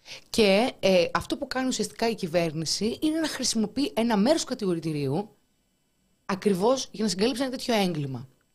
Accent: Thessaloniki, Central Macedonia, Greece; Είμαι από Θεσσαλονίκη.

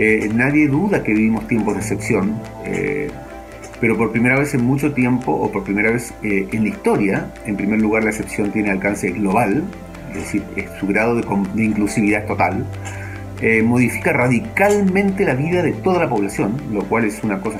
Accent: Chile; de Chile.

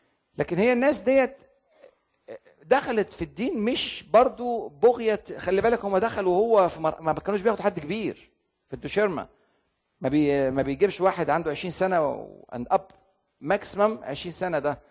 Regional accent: Egypt; يعني عندنا في مصر مثلا تجنيد الزامي

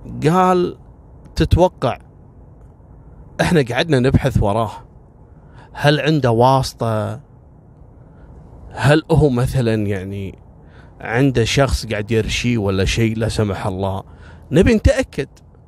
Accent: Kuwait; مرة كنت في زيارة لمخفر عندنا في الكويت، مخفر شويخ الصناعية

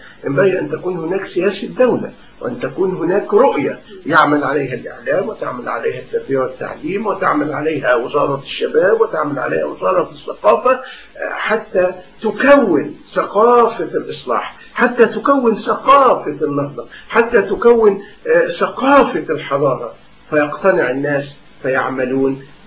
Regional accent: Egypt; ونحن عندنا في مصر نماذج لهذا.

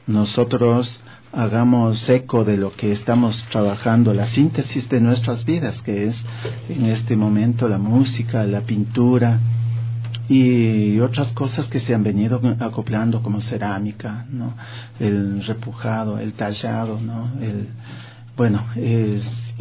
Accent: Quito, Pichincha, Ecuador; born there; Yo nací aquí en Quito, soy un descendiente de Atahualpa. Mi apellido

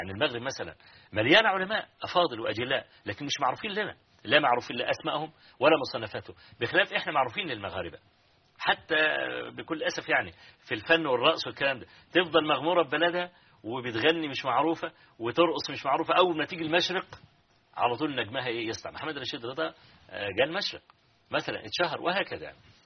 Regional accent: Hawin, Kafr El Sheikh Governorate, Egypt; حويني يعني قرية قابعة كده في مركز تبع مركز الرياض في محافظة كفر الشيخ

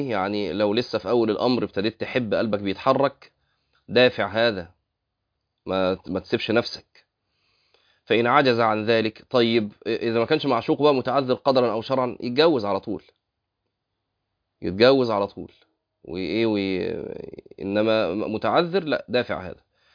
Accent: Egypt; نسبة الطلاق عندنا في مصر شكلها إيه بقى؟

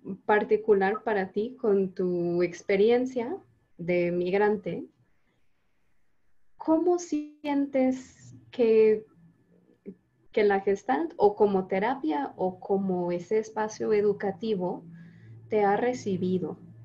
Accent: Canada; Yo, sí, yo como canadiense entiendo la mitad, la verdad.

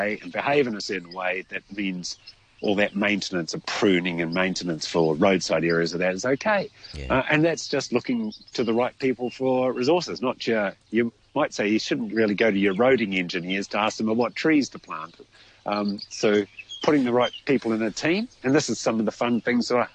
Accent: New Zealand; being a Kiwi, you might say Christmas roast or something like

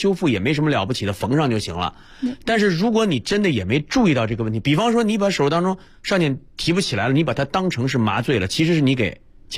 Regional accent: Northeast China, China; 对，你是东北人，我也是东北人。

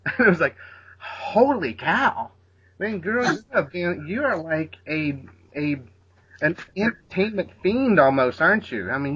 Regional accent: Indianapolis, Indiana, United States; also born or lived in Los Angeles; I grew up here in Indianapolis, in a small town. And I moved out to L.A.

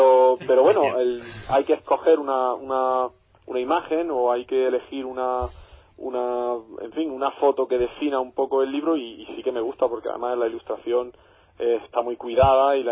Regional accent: Granada, Andalusia, Spain; Yo desde aquí, desde Granada, desde mi tierra natal, os mando un pequeño desafío

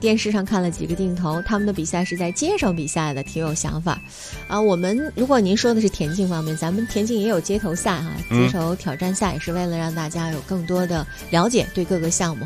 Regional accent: China

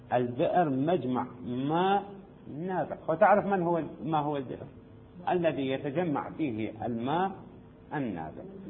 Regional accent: Syria; هنا عندنا في سوريا الآبار

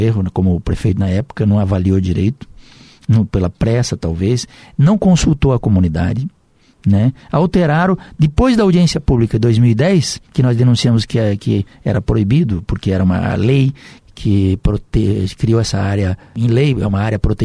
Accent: Rio Grande do Sul, Brazil; born there; eu saí do Rio Grande, nasci do Rio Grande e vim morar na terra das águas grandes, que é o Iguaçu e o Paraná.

